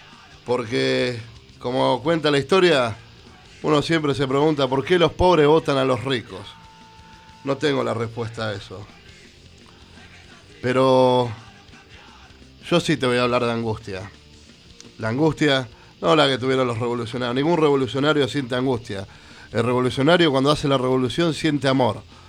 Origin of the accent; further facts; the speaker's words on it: Buenos Aires, Argentina; yo nací acá en la ciudad de Buenos Aires, me considero bien porteño.